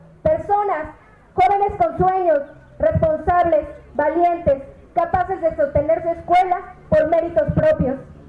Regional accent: Puebla, Mexico; veo como poblano que la CNDH recomienda al gobierno de Moreno Valle

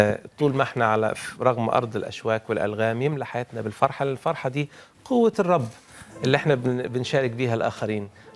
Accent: Sohag, Sohag Governorate, Egypt; أنا كنت من سوهاج لإسماعيلية

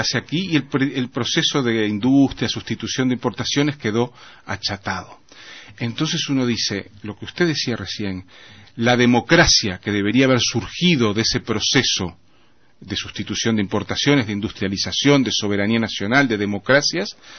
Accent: Uruguay; como sucede en Uruguay, en mi país.

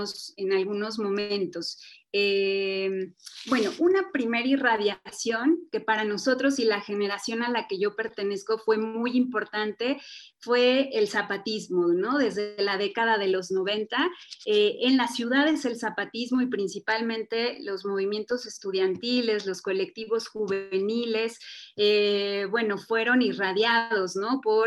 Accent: Mexico City, Mexico; en la Ciudad de México, donde yo nací, donde viví muchos años de mi vida

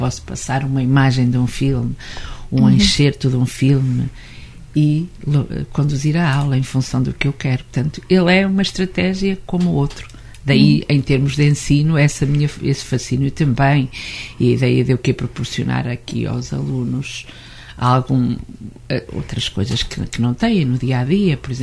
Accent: Seia, Guarda, Portugal; eu cresci em Ceia, não é?

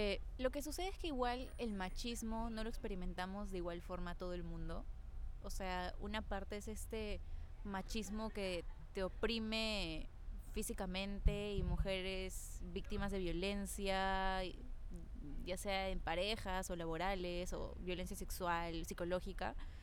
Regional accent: Peru; No voy a decir como peruanos

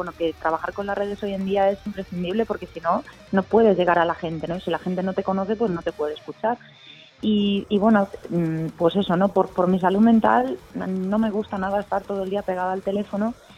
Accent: Galicia, Spain; now in Madrid, Spain; sí, somos todos de Galicia

